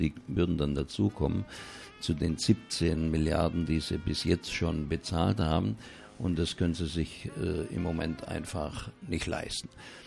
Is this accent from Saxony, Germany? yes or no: no; Baden-Württemberg, Germany; wie man bei uns im Schwabenland sagen würde, besser als ein Gosch voll Reisnägel